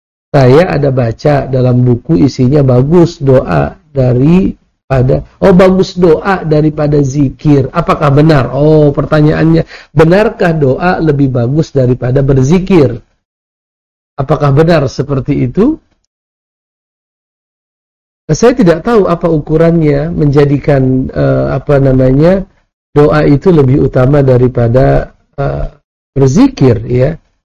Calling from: Payakumbuh, West Sumatra, Indonesia; Saya dari Payakumbuh mau bertanya.

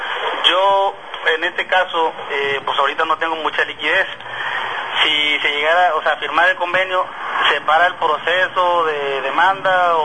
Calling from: Emiliano Zapata, Tabasco, Mexico; Yo le hablo de Emiliano Zapata, Tabasco.

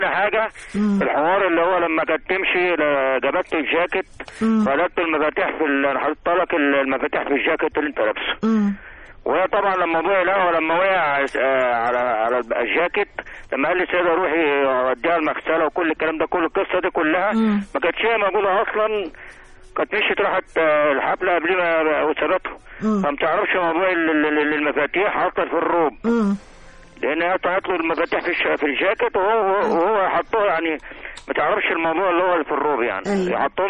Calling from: Bulaq al-Dakrur, Giza Governorate, Egypt; من بولاق دكرور.

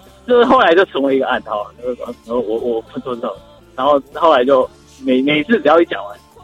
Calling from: Yilan County, Taiwan; 我是宜兰的

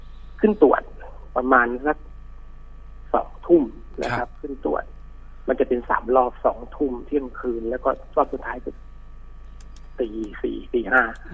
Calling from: Bangkok, Thailand; ผมอยู่แถวลาดตำลิครับแถวสนามม้านางเลิ้งครับ

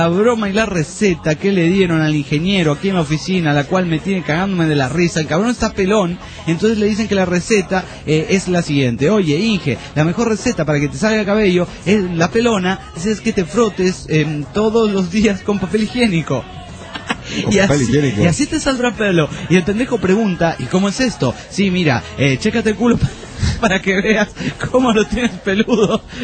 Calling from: Cárdenas, Tabasco, Mexico; de Cárdenas, Tabasco, México, y quiero decirles que su programa está de poca madre.

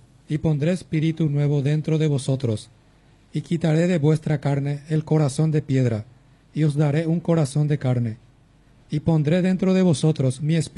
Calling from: Concepción, Paraguay; soy de Concepción, barrio San Roque.

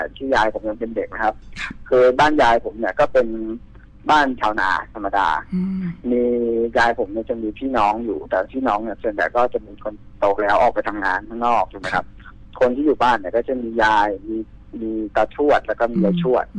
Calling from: Pathum Thani, Thailand

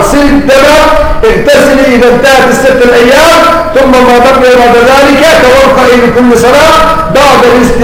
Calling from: Yemen; السلام عليكم جميعا، نحن في اليمن من اليمن

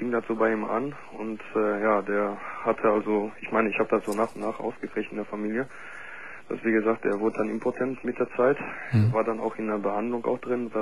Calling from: Gelsenkirchen, North Rhine-Westphalia, Germany; Ich komme nämlich aus Gelsenkirchen im Ruhrpott.

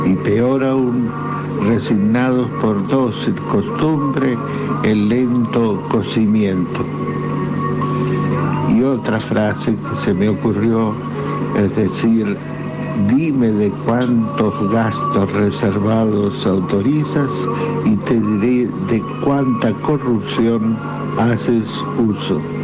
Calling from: Caseros, Buenos Aires Province, Argentina; de Caseros.

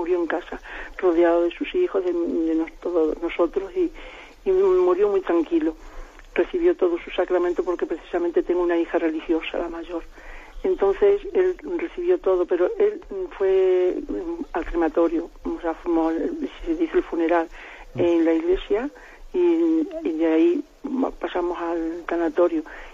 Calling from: Salamanca, Castile and León, Spain; de Salamanca.

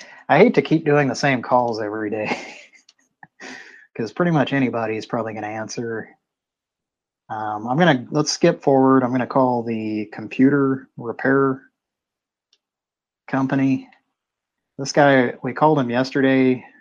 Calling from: San Francisco, California, United States; And in case you forgot where I'm calling from, I'm calling from San Francisco.

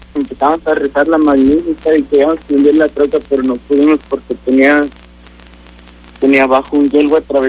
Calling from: Texas, United States; Sí, aquí en Texas.

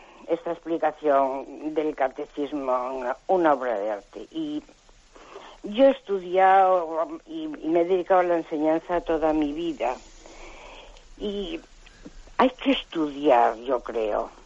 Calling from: Cantabria, Spain; de Cantabria.

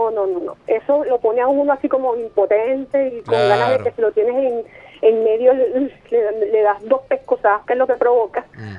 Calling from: Horizonte, Miranda, Venezuela; de aquí de Horizonte, municipio Sucre, del estado Miranda.

